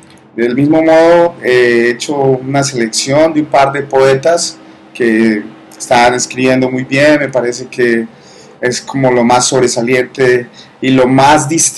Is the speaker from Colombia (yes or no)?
yes; Medellín, Antioquia, Colombia; Pues da pena decirlo porque yo soy paisa, nacido y crecido en la ciudad de la eterna primavera, pero las cosas hay que decirlas. Medellín es la ciudad.